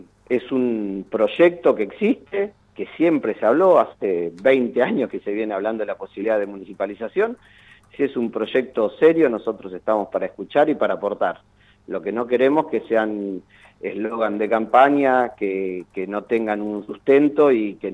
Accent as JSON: {"language": "Spanish", "town": "Mar del Plata", "region": "Buenos Aires Province", "country": "Argentina", "said": "Nosotros, más allá de eso, como siempre decimos, somos de Mar del Plata, queremos lo mejor para la ciudad"}